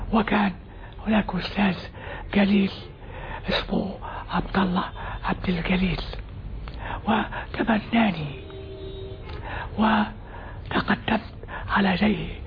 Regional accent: Gharbia, Egypt; قريتي كانت قرية صغيرة يوم ولدت

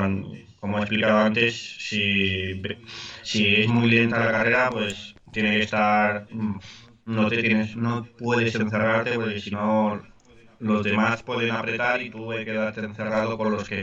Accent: Catalonia, Spain; Nací en España, Cataluña. Cataluña forma parte de España y es donde he estado siempre y sí, estoy orgulloso.

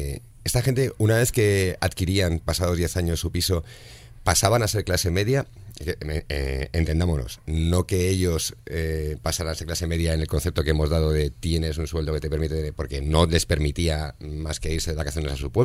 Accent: Madrid, Community of Madrid, Spain; Cuando yo era pequeño, en el piso que yo me crié en Cuatro Vientos, son pisos de mala construcción

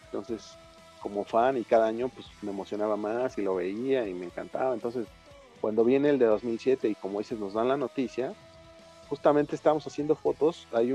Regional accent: Mexico City, Mexico; Y ahora uno como chilango, pues más, ¿no? Porque es aquí en tu casa y ver eso.

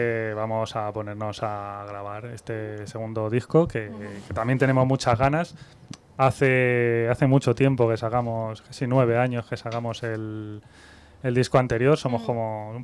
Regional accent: Madrid, Community of Madrid, Spain; Eso es un poco lo que yo creo que nos fastidia más a las bandas que somos de Madrid.

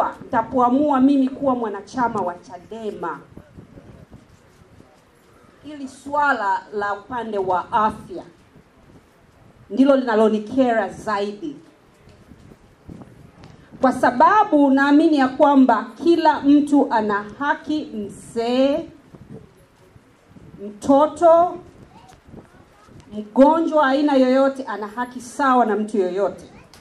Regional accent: Tanzania; now in United States; hapa mimi sio kwetu. Kwetu ni Tanzania.

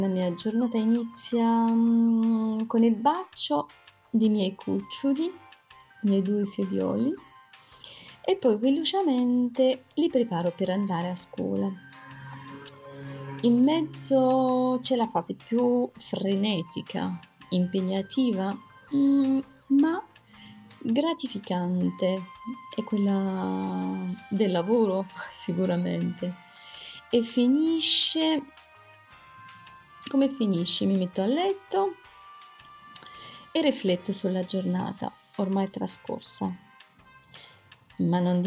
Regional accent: Morocco; francese, italiano, l'inglese scolastico. No, non sono nata in Italia. I miei sono marocchini. Sì, sì, sono marocchina, ma mi sento che appartengo a tutto il mondo.

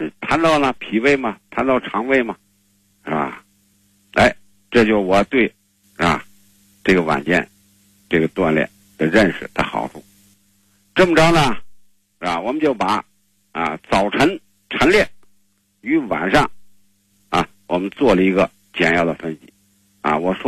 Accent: China; 你像我们中国人这个吃饭啊

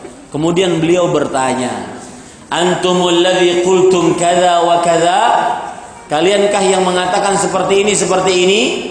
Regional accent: Banjarmasin, South Kalimantan, Indonesia; ini isu dan misi yang saya bawa dari kota saya, dari Banjarmasin untuk Jakarta.

